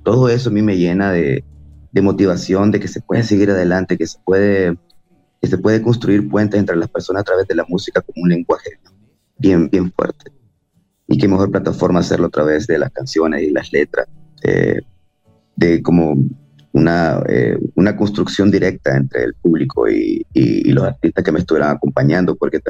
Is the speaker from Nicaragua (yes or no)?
yes; Nicaragua; also born or lived in El Salvador; yo nací en El Salvador, pero me crié en Nicaragua pues toda mi vida, pues, o sea, desde que tengo 5 años. Entonces son 35 años de estar viviendo en Nicaragua